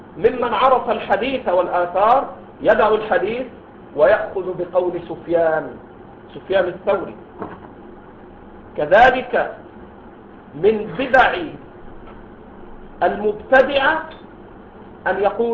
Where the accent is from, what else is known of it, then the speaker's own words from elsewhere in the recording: Egypt; هؤلاء الذين ظهروا في بلدنا مصر وغيره